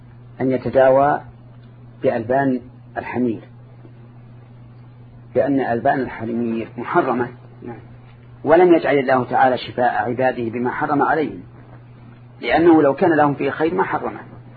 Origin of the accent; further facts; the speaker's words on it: Saudi Arabia; لكن عندنا في السعودية